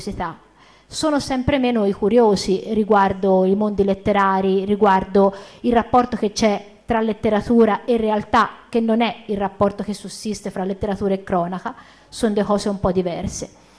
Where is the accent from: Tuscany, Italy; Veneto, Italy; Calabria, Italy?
Tuscany, Italy; Pistoia; sono contenta di essere qui anche per prossimità e vengo da Pistoia, quindi e lavoro a Firenze